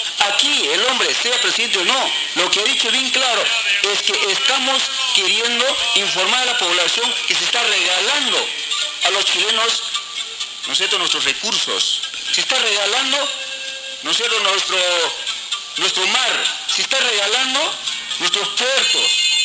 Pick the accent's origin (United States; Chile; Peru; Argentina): Peru; Tacna; born there; Yo creo en mi país. He nacido acá, me siento orgulloso y la tengo que defender.